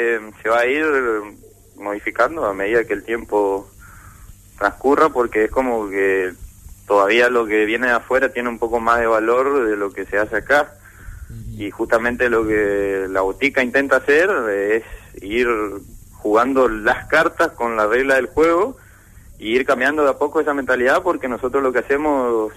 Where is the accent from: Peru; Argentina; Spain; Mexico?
Argentina; Monte Caseros, Corrientes; yo soy de Montecasero